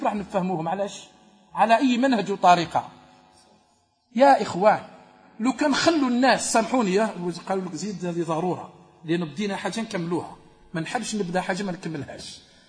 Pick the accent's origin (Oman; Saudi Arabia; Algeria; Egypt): Algeria; حنا جزائريين ورم يهفوا بعضهم بعض